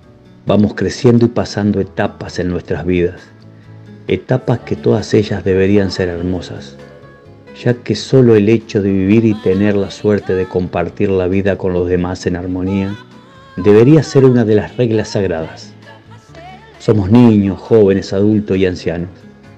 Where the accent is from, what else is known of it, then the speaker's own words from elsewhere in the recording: Guichón, Paysandú, Uruguay; Mi homenaje y mi semblanza va hoy al hogar de ancianos de mi pueblo Guichón